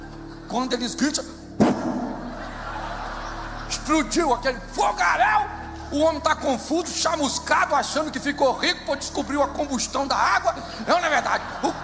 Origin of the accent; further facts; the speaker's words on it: Rio de Janeiro, Brazil; Eu sou carioca, mas sou convertido.